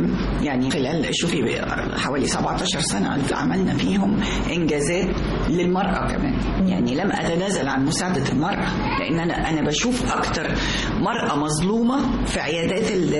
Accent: Sharqia Governorate, Egypt; now in Cairo, Egypt; أنا من الشرقية.

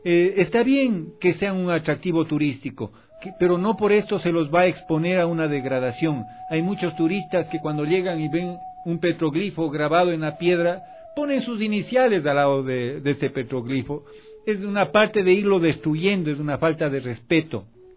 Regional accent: Ecuador; de todo el Ecuador y de todos nosotros como ciudadanos ecuatorianos

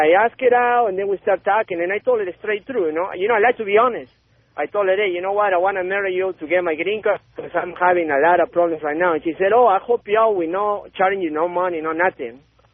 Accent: Peru; English is a second language; now in United States; I'm from Peru, man.

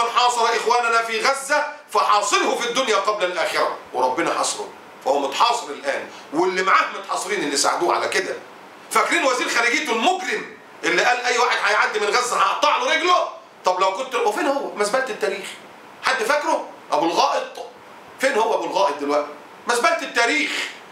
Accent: Egypt

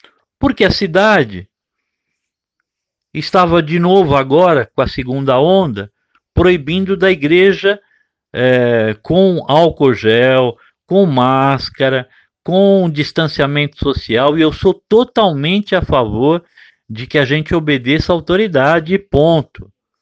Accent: São Paulo, Brazil; eu queria morar no interior e numa cidade tranquila, depois de ter nascido e crescido em São Paulo

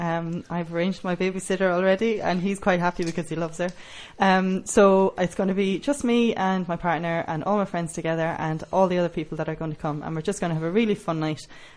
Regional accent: Ireland; now in Spain; The book has already been launched in Ireland because obviously I'm from Ireland.

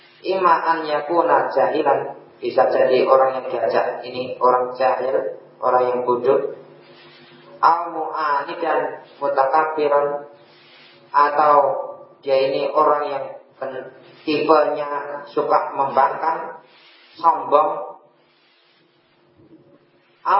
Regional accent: Java, Indonesia; Kita orang Jawa, kita tahu bahasa yang sopan mana, bahasa yang enggak sopan mana.

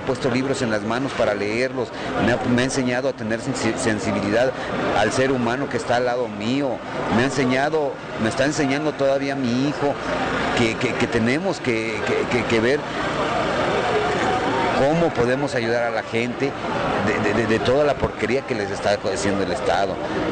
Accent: Tlaxcala, Mexico; Yo no soy de Guerrero, yo soy del estado de Tlaxcala.

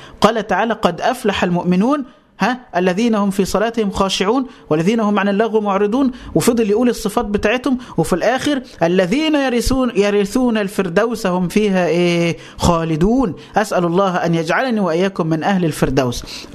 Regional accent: Egypt; يعني مثلا تعالى عندنا في مصر, إحنا عندنا الغالبية العظمى من المسلمين, وعندنا مجموعة ملايين قليلة من الأقباط من النصارى.

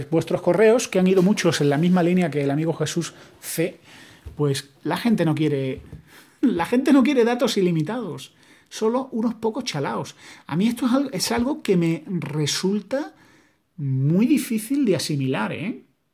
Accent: Spain; yo como español lo veo como tarifa de datos es cara

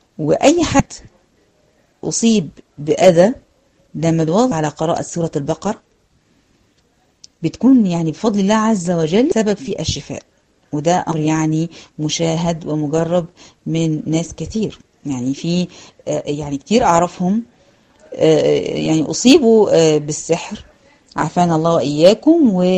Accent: Egypt; سواء كان بلاد المغرب العربي او عندنا في مصر او في غيرها

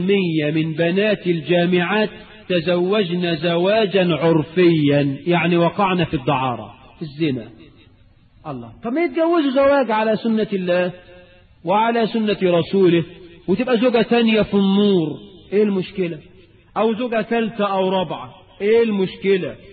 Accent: Egypt; وانا قرأت في احدى الجرائد عندنا في مصر خبر كده

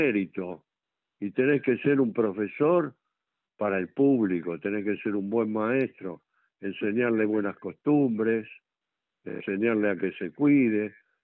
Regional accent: Argentina; que yo como buen argentino lo he amado desde chico

